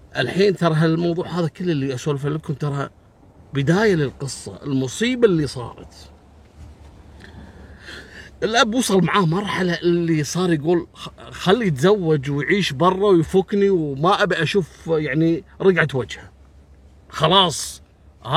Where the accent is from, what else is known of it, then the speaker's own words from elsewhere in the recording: Kuwait; في عندنا بالكويت هني منطقتين غالبية العمالة الوافدة